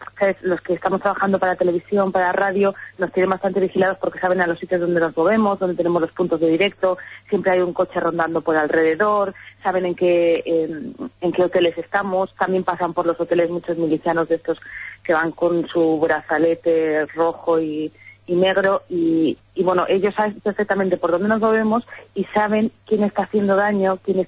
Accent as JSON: {"language": "Spanish", "country": "Spain", "lives_now": "Ukraine", "said": "saben si somos españoles"}